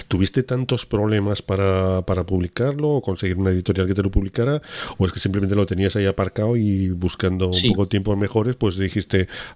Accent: Huesca, Aragon, Spain; yo soy de Huesca, sí, como saben muy, muy bien la mayoría de los oyentes.

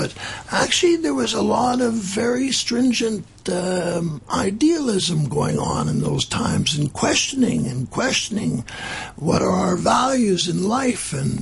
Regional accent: Canada; born there; moved away; also born or lived in Switzerland; even though I was born in Canada, my father was an international mining exploration geologist. I lived most of my life outside of Canada.

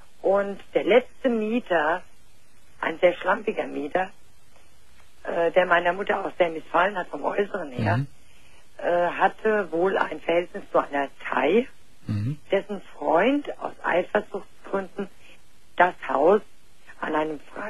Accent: Frankfurt, Hesse, Germany; Wir sind aus Frankfurt.

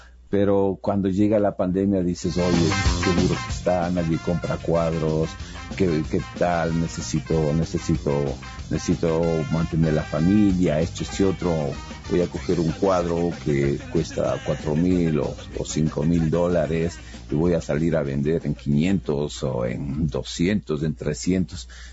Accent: Ecuador; como artista ecuatoriano, en cierta manera estás generando un patrimonio

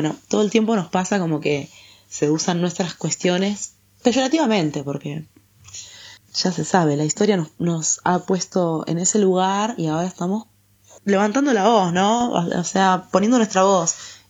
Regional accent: Argentina; Yo siempre como me preguntan, ¿vos de dónde sos? Yo soy argentina, ¿y vos?

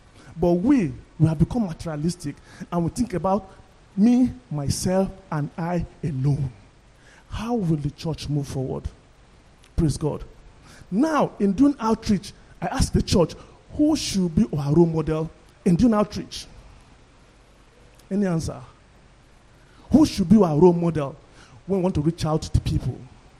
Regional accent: Kaduna, Kaduna State, Nigeria; Long time ago, when I was growing up in Kaduna with my family

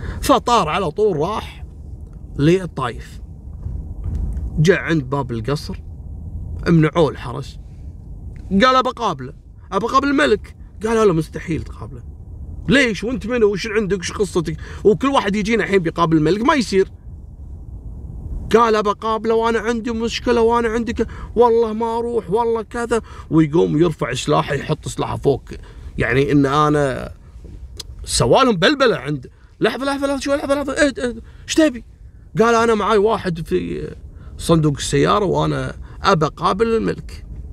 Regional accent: Kuwait; ترى احنا عندنا في الكويت وفي غير الكويت ممنوع تحميل الركاب.

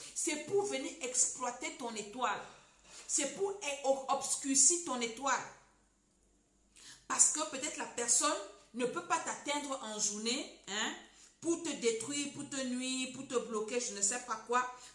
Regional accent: Cameroon; Parce que ça t'annonce les couleurs, comme on dit chez nous au Cameroun.

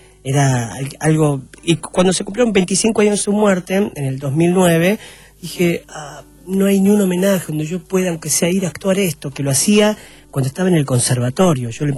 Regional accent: Argentina; La Argentina, porque soy un actor argentino, sí. Nacido acá. La española, que es la que heredo del bululú de José María Vilches. Uh-huh. Y la boliviana, que es la que heredo de mis viejos.

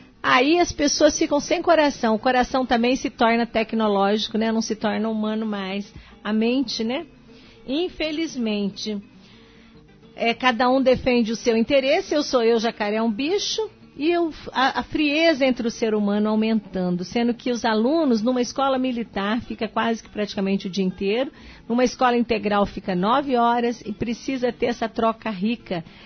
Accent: Miraí, Minas Gerais, Brazil; lá da minha terra de Minas, né? Lá de Miraí

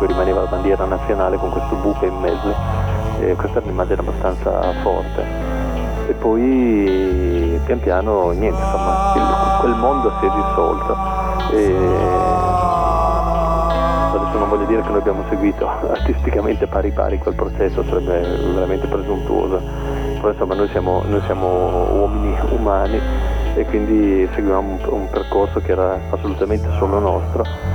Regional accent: Reggio Emilia, Emilia-Romagna, Italy; Per storie, perché io sono emiliano

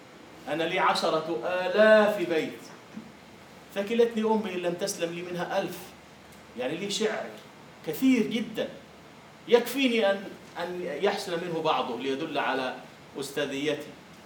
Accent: Egypt; يسمونه عندنا في مصر أهل الخطوة

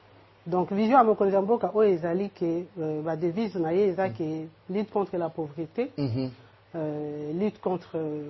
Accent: DR Congo; Tout ça, on est congolais.

